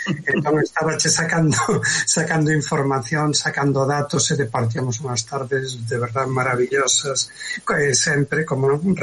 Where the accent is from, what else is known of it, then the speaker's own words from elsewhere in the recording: Galicia, Spain; eu son da costa, son de Pollo, de Pontevedra, pero síntome limiado polos catro costados, daba esa limia porque levo moito tempo por ali.